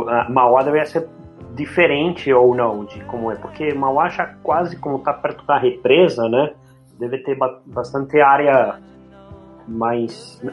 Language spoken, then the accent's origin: Portuguese; Buenos Aires, Argentina; now in Brazil; Eu nasci em Buenos Aires, então isso faz um bom tempo atrás, né?